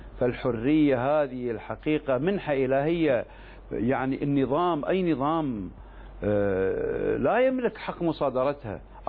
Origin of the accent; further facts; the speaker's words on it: Kuwait; في بلدي الكويت